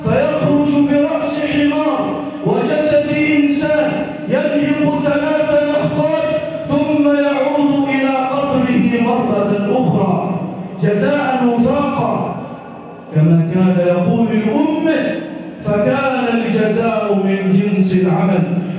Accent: Egypt; واجعل بلدنا مصر راحة للأمن والأمان

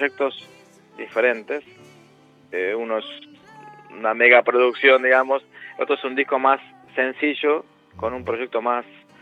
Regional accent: Argentina; moved away; nuestra inmigración, la que vinimos de Argentina, es más bien una inmigración económica

